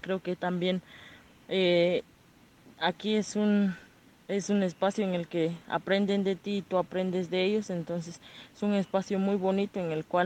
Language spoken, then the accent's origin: Spanish; Guatemala; Yo soy de acá, de Guatemala